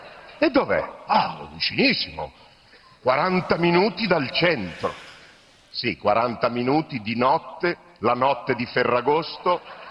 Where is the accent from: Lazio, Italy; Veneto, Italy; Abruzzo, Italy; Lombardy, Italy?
Lombardy, Italy; Milan; born there; Io sono nato a Milano. Sono nato in città, con le radici nell'asfalto. E non le rinnego.